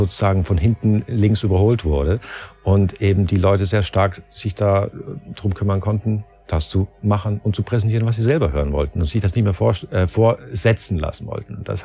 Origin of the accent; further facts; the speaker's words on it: Switzerland; also born or lived in London; now in Berlin, Germany; Ich bin da groß geworden und habe das auch durchaus genossen.